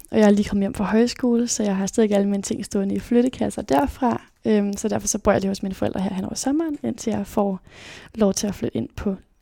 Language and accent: Danish; Aarhus, Central Denmark Region, Denmark; born there; also born or lived in South America; så blev jeg født i 2002 i Aarhus. Og det første stykke tid af mit liv, der flyttede vi rigtig, rigtig meget rundt. Både rundt omkring i Danmark, men også til Sydamerika, hvor vi boede en periode.